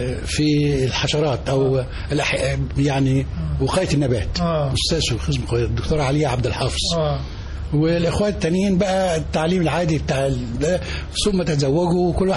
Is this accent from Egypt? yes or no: yes; Dakahlia, Egypt; انا راجل من الريف، قرية جنب المنصورة، دخلت منية سندوب، دخلت المدرسة الأولية ثم الابتدائية ثم الثانوية ثم الجامعة.